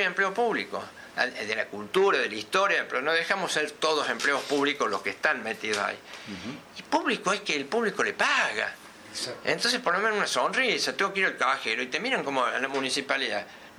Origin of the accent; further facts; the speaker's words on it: Córdoba, Argentina; Y yo, yo vengo de Córdoba, le digo, bueno, pum, afuera.